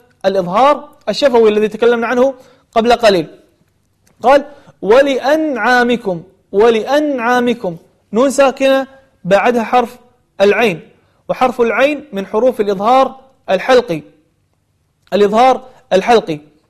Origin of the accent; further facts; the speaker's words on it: Kuwait; خاصة عندنا في الكويت يعني يقلبون القاف إلى غين والغين إلى قاف